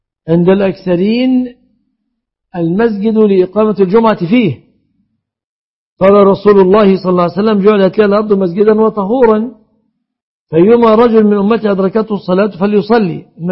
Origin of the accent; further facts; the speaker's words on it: Egypt; بلادنا مصر